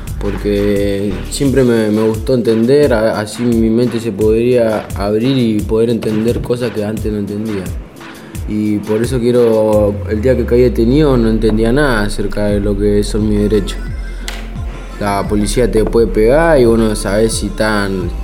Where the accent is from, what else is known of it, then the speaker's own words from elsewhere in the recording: Malvinas Argentinas, Buenos Aires Province, Argentina; Yo soy de Malvinas, Argentina, zona norte, Gran Bur.